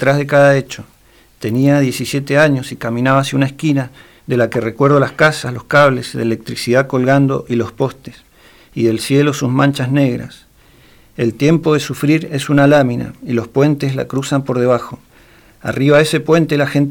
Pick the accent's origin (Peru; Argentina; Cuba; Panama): Argentina; Neuquén; born there; also born or lived in Mendoza; No, yo nací en Neuquén, pero.